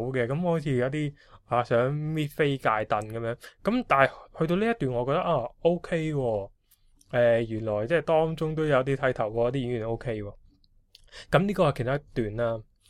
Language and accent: Cantonese; Hong Kong; 因為我哋香港人啦，我哋睇開佢做一啲廣東話嘅戲啦